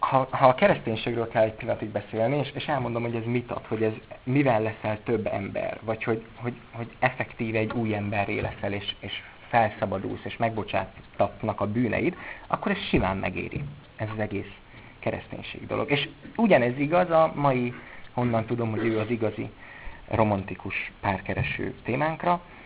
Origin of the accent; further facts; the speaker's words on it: Budapest, Hungary; also born or lived in Miskolc; És én budapesti vagyok, sőt, előtte Miskolci voltam